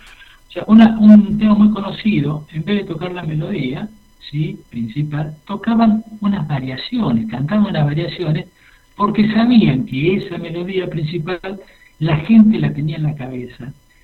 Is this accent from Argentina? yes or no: yes; San Fernando, Argentina; usted sabe que soy de San Fernando.